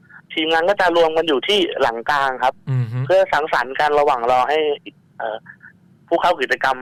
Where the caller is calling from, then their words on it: Lopburi, Thailand; ตอนนี้กลับมาลพบุรีครับ